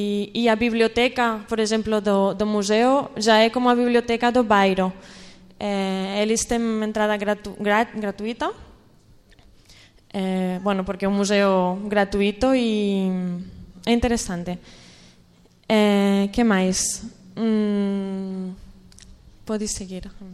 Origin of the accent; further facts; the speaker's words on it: Barcelona, Catalonia, Spain; Portuguese is a second language; now in Brazil; eu sou de Barcelona, estou aqui por o meu anterior trabalho